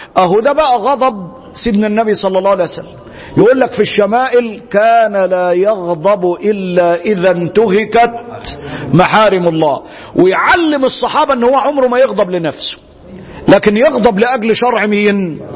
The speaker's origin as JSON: {"language": "Arabic", "country": "Egypt", "said": "زي ما بيقولوا عندنا في مصر"}